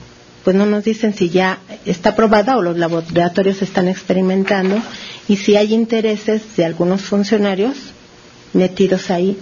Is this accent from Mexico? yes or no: yes; Mexico; somos los mexicanos los que estamos siendo la prueba de esa vacuna.